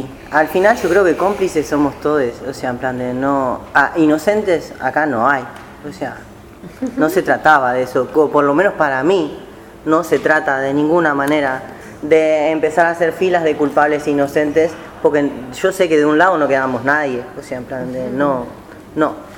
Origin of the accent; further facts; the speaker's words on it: Argentina; vengo de Argentina, peronista